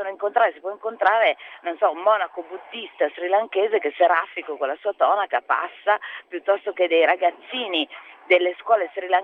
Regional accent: Milan, Lombardy, Italy; nonostante io, anzi proprio perché sono milanese, diciamo

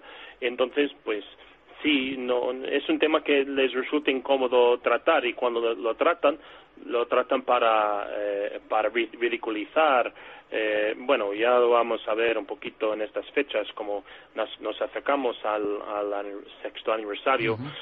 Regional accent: United States; Hombre, primero hay que decir, incluso siendo norteamericano, te pueden decir que eres antiamericano.

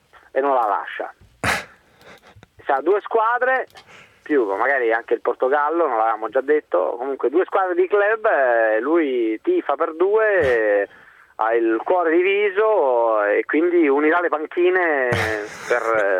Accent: Rome, Lazio, Italy; now in Madrid, Spain; Lo so, sono di Roma, alla fine, dai, tutti qua ci nasciamo col motorino, dai.

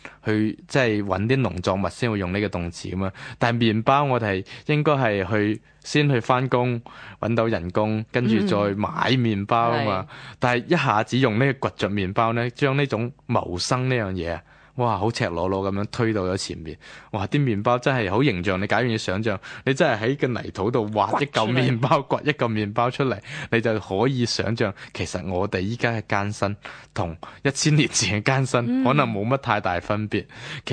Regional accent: Guangdong, China; 天光系我哋广东人嘅。

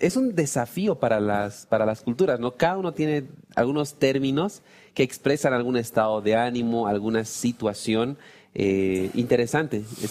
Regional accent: Bolivia; Acá los que somos de Bolivia sabemos que gracias no significa que pare

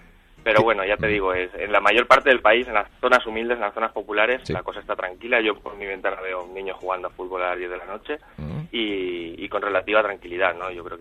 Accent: Huesca, Aragon, Spain; now in Venezuela; Sí, yo soy de Huesca, sí.

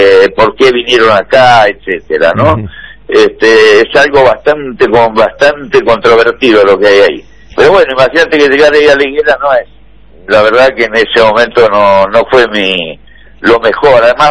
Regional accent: Córdoba, Argentina; born there; Yo en realidad nací después en Córdoba.

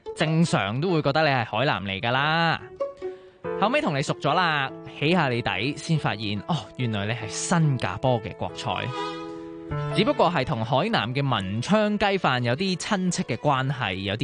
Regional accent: Hong Kong; 我嘅官籍喺南海，但我喺香港出生，香港生活。咁到底我系南海人定香港人呢？

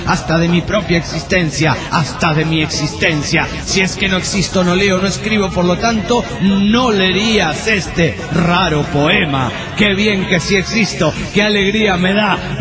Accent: Punta del Este, Maldonado, Uruguay; soy de Punta del Este.

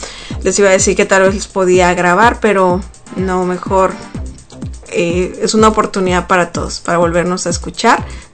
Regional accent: Sonora, Mexico; en México, de donde yo soy, del estado de Sonora, hace muchísimo calor.

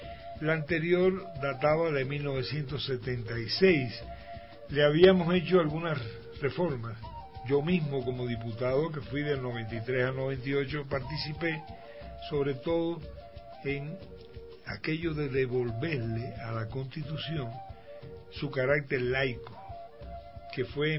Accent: Santa Clara, Villa Clara, Cuba; No es que sea solamente de mi pueblo, de Santa Clara.

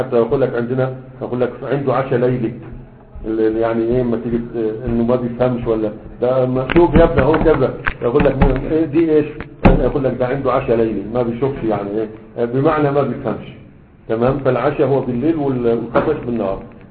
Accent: Sanaa, Yemen; ها عندنا في صنعاء ما كانش ما كانش أصبع الأكبر

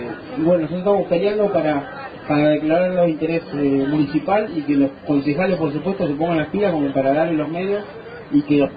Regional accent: Bahía Blanca, Buenos Aires Province, Argentina; Sí, vengo de Bahía Blanca

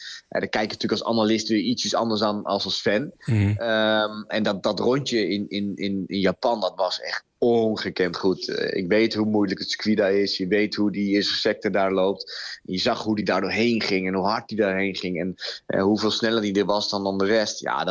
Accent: Netherlands; En wij als Nederlander dat heel erg trots mogen zijn dat we natuurlijk

